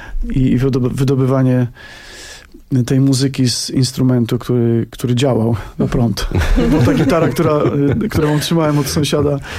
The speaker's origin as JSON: {"language": "Polish", "region": "Lesser Poland", "country": "Poland", "said": "my pochodzimy z Małopolski, tam taka góralskie zacięcie biesiadne u nas jest właściwie nieodłącznym takim elementem naszego życia rodzinnego."}